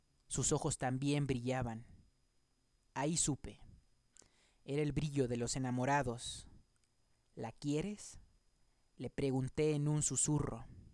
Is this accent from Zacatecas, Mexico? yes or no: no; Acapulco, Guerrero, Mexico; now in Mexico City, Mexico; Y yo que vengo del calorcito de Acapulco, pues tengo que abrigarme bien porque este frío está un poco congelante